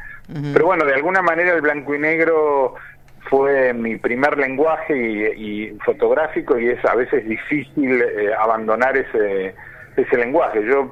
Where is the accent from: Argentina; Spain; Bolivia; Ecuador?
Argentina; es un poblado, ¿no? Tiene 1800 habitantes, o sea que rápidamente cuando uno llega es identificado como alguien que viene de afuera y sobre todo como alguien argentino.